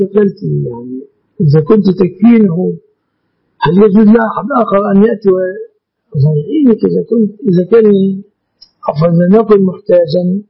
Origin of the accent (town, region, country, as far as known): Egypt